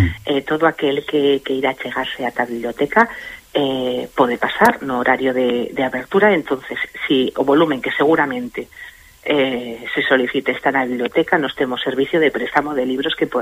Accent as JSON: {"language": "Galician", "region": "Galicia", "country": "Spain", "lives_now": "Catalonia, Spain", "said": "Efectivamente, que somos galegos, somos galegos cuando estamos aquí y somos catalans cuando estamos en Galicia."}